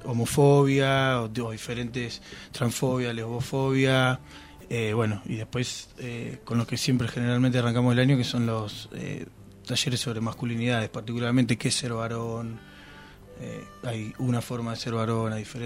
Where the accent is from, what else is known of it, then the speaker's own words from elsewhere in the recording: Olavarría, Buenos Aires Province, Argentina; irme yo a Olavarría, por ejemplo, que es de donde soy